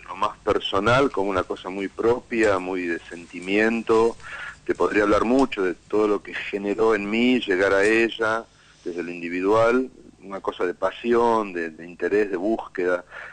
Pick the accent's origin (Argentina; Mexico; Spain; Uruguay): Argentina; Pero ¿qué somos los argentinos? Somos eso, ¿no?